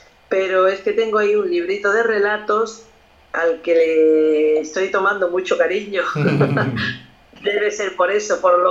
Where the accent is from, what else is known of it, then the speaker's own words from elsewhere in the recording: Lucena, Andalusia, Spain; now in Mijas, Spain; también los tengo en mi pueblo, que soy de Lucena